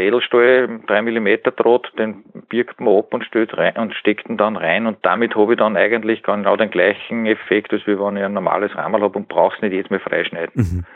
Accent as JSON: {"language": "German", "region": "Upper Austria", "country": "Austria", "said": "sonst hat es ja bei uns in Oberösterreich über +1 Grad"}